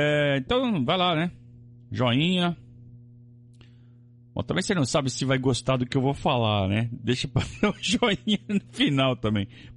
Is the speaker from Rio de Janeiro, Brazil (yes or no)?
no; Sorocaba, São Paulo, Brazil; Jardim Celisa Maria, lá em Sorocaba, minha terra.